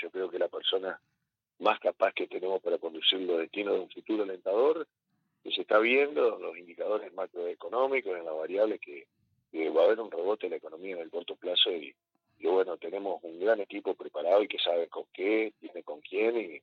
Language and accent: Spanish; Concordia, Entre Ríos, Argentina; muchos concordienses que nacimos, nos criamos y vivimos en la zona sur de Concordia, como fue en mi caso, ¿no? Yo nací en San Luis 241, ahí a dos cuadras del Club Sarmiento y a cuatro cuadras del Tiro Federal.